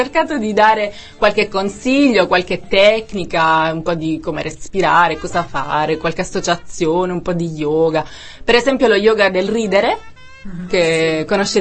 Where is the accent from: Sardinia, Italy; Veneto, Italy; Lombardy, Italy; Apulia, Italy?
Apulia, Italy; Sono pugliese, come si sente benissimo dal mio accento.